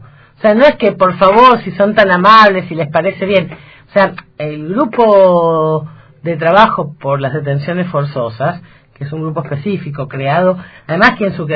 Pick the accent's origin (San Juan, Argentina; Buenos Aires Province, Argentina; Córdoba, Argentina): San Juan, Argentina; Yo soy sanjuanina